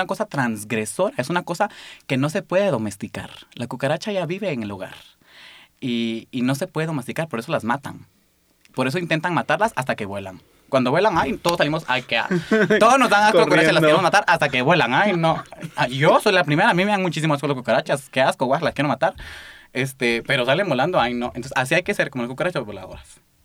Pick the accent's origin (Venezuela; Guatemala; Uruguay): Guatemala; como decimos en Guatemala, yo soy de Guatemala.